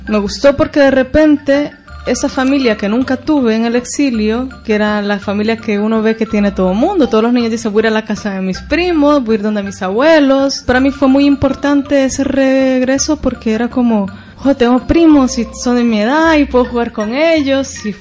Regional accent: El Salvador; accent: hybrid; el hecho de haber salido de El Salvador y haber llegado a un país como ese fue una suerte

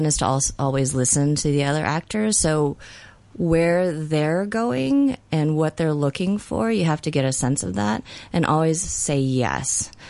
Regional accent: Taiwan; now in Hong Kong; I'm from Taiwan, and so I'm very careful not to use Mandarin here because I get entirely different reactions.

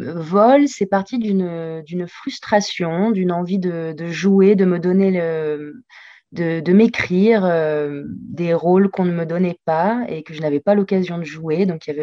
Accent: Nice, Provence-Alpes-Côte d'Azur, France; moved away as an adult; also born or lived in Argentina; now in Paris, France; Moi, je suis née en Argentine, mais… Avec mes parents, on est rentrés en France à l'âge de 2 ans et j'ai grandi à Nice. J'ai grandi à Nice jusqu'à mes 19 ans.

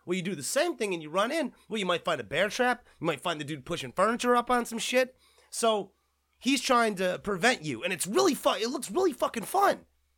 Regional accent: South Korea; I'm an Asian American myself. I'm a Korean American. I come from Korea

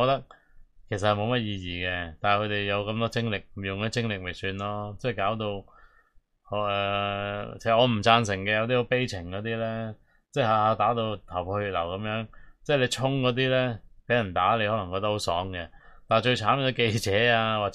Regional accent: Hong Kong; 所以我哋香港人普遍都唔中意自由党嘅

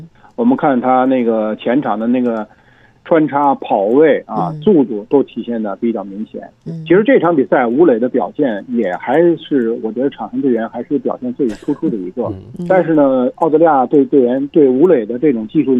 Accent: Beijing, China; 我也是北京人，我也是支持北京国安队的。

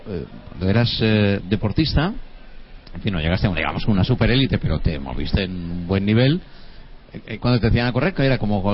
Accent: Gandia, Valencian Community, Spain; La 10K de mi pueblo, en Gandía, de mi ciudad.

